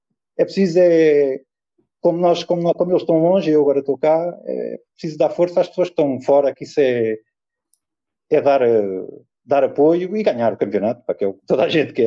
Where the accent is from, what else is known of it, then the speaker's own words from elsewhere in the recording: Portugal; Porque nós dávamos, como bom português, álcool, chouriço, daqui